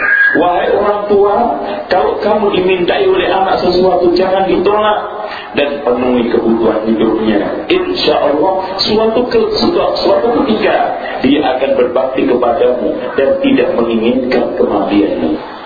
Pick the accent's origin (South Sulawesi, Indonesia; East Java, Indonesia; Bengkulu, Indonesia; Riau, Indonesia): East Java, Indonesia; Oh, sama Bu, saya juga Jawa Timur.